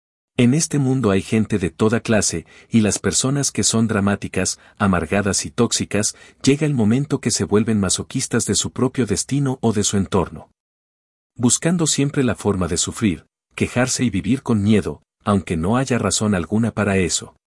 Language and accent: Spanish; Cuba; moved away; Como fue mi caso cuando salí de Cuba.